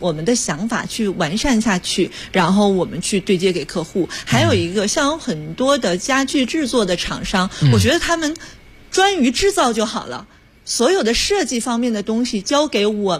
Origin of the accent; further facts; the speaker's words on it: China; 然后又是我们中国人的传统的一个美德